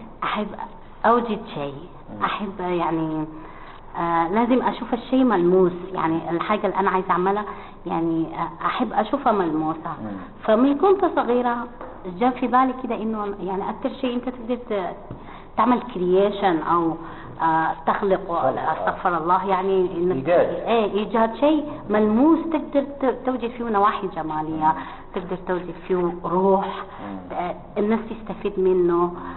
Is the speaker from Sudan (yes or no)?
yes; Sudan; المطبخ السوداني من أجمل الأكلات بالنسبة لي أنا طبعا كسودانية وكسودانيين